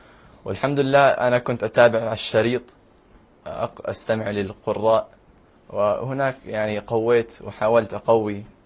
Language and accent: Arabic; United States; born there; Arabic is a second language; أنا مولود في أمريكا الولايات المتحدة، وعمري 17 سنة